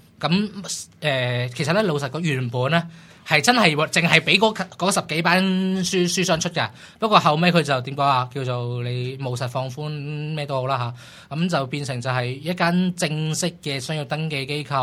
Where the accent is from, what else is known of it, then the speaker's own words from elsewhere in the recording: Hong Kong; 因為有啲對我哋香港人嘅